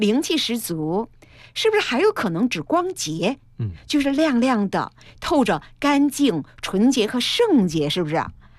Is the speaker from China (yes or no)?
yes; Chongqing, China; 我原来说过我是重庆人